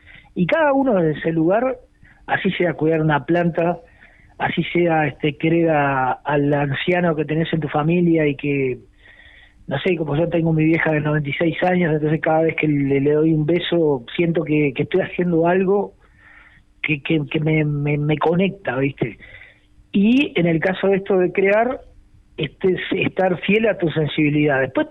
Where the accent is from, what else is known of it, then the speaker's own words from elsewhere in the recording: Montevideo, Uruguay; Yo soy de Montevideo